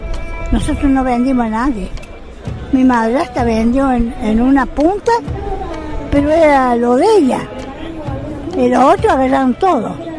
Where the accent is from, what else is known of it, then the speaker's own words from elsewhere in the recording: Sebastián Elcano, Córdoba, Argentina; Soy de Sebastián Elcano, departamento Río Seco, provincia de Córdoba.